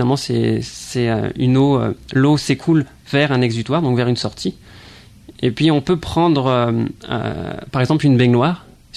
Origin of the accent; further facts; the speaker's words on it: France; moved away as an adult; now in Quebec City, Canada; Donc, je suis originaire de France. J'ai une formation de biologiste et géologue. Et puis, je suis arrivé en septembre 2008 à l'INRS à Québec pour faire mon doctorat